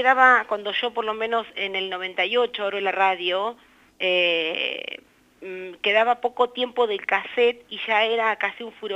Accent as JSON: {"language": "Spanish", "town": "Eduardo Castex", "region": "La Pampa", "country": "Argentina", "tie": "born there", "said": "vivo en Eduardo Castex. Soy nacida en Castex"}